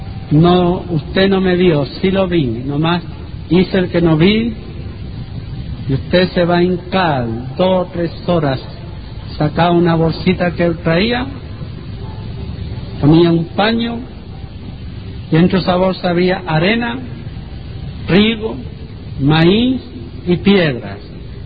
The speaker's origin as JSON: {"language": "Spanish", "region": "Texas", "country": "United States", "tie": "born or raised there", "said": "mis abuelos, que fueron los que me criaron en Texas, fueron a Roma."}